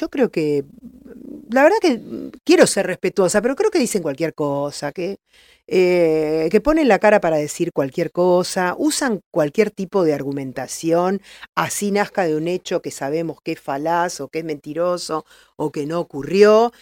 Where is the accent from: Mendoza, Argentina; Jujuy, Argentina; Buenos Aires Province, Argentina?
Buenos Aires Province, Argentina; La Plata; Yo soy platense y también viví con mi familia la inundación del 2013.